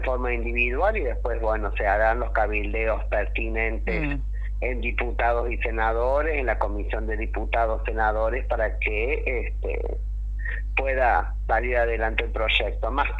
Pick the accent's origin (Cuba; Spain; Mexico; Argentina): Argentina; nosotras también somos argentinas, argentinos.